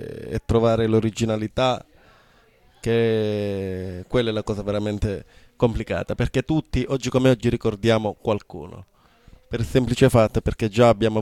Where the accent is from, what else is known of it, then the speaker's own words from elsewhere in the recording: Calabria, Italy; La brutta realtà, diciamo, della nostra Calabria